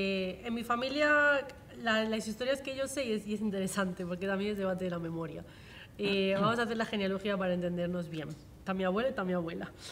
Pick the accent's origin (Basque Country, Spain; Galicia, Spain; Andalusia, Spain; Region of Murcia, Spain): Galicia, Spain; Así que como yo soy de Galicia, que esa es la primera zona, entre las primeras zonas en caer en la zona nacional